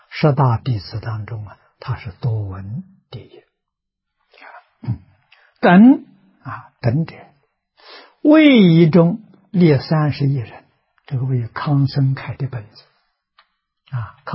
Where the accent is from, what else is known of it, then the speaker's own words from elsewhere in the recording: China; 释迦牟尼佛灭度的时候，我们中国人讲虚岁80岁啊